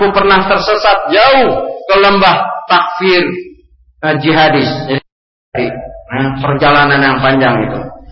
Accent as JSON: {"language": "Indonesian", "region": "Jakarta", "country": "Indonesia", "tie": "born or raised there", "said": "Ini dari NU Pak, dari kecil di Karetengsin, Bendungan Hilir Karetengsin itu. Istilahnya lingkungannya lingkungan NU ya"}